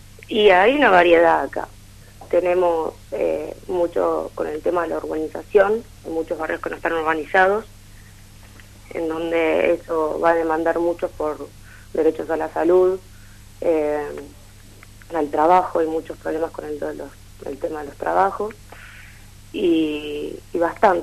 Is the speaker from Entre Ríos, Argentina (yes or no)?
no; Ushuaia, Tierra del Fuego, Argentina; born there; also born or lived in Buenos Aires; estuve estudiando 5 años en Buenos Aires, soy nacida en Ushuaia